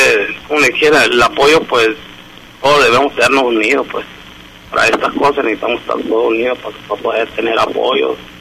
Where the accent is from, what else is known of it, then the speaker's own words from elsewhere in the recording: Hermosillo, Sonora, Mexico; Yo soy de aquí, de Hermosillo, sí.